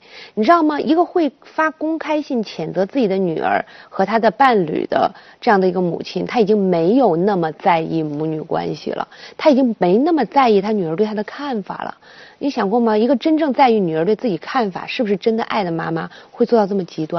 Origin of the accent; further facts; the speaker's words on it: China; 我们中国人不习惯用法律的观念去思考